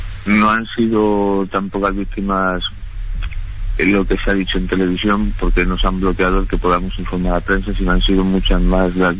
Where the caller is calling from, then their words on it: Valencia, Valencian Community, Spain; Mire, yo le llamo desde Valencia.